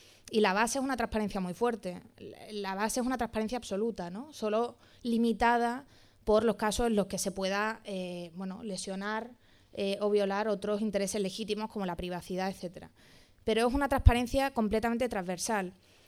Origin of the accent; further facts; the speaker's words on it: Málaga, Andalusia, Spain; Bueno, yo soy de Málaga, así que me encanta venir y hablar aquí.